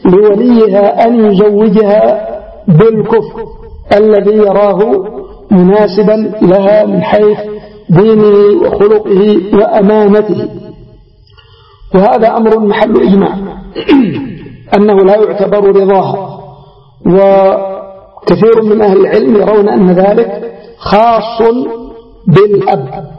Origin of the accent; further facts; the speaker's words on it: Yemen; وعندنا في اليمن على سبيل المثال الزواج المبكر